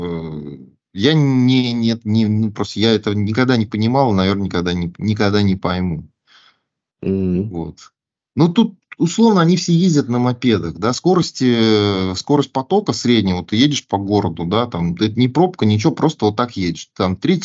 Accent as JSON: {"language": "Russian", "country": "Russia", "said": "когда полицейские узнали, что мы из России"}